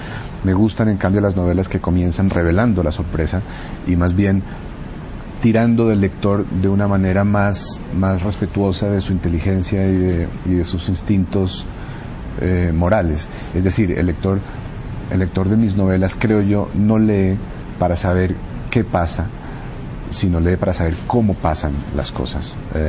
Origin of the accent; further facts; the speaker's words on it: Colombia; una suerte de hilo conductor de la historia del siglo XX en mi país, que comenzaba a principios de siglo con un momento de heroísmo, con la guerra contra el Perú